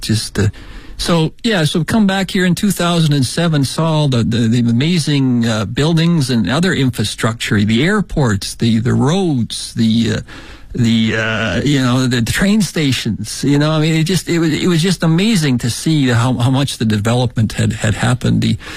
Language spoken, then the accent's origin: English; Shanxi, China; now in Beijing, China; When we came here from Shanxi province. Oh, yeah.